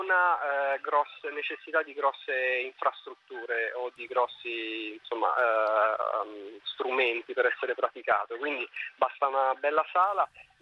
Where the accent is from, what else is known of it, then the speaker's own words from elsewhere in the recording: Rome, Lazio, Italy; ho 35 anni, appunto sono romano.